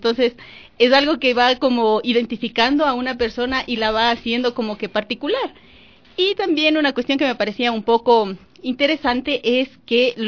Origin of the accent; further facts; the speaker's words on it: Guaytacama, Cotopaxi, Ecuador; la gente de Guaitacama nos conocen como los Catiplato.